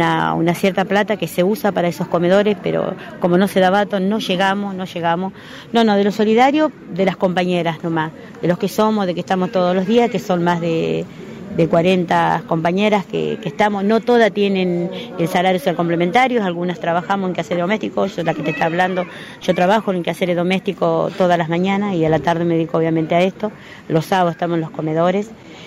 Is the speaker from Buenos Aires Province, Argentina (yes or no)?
yes; Chacabuco, Buenos Aires Province, Argentina; soy de Chacabuco, provincia de Buenos Aires.